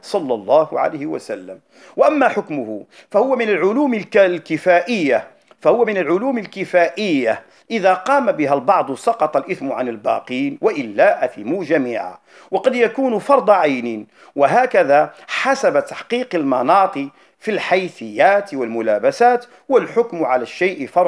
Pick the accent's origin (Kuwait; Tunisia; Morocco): Morocco; North; أو البعاو عندنا في المغرب وخاصة في الشمال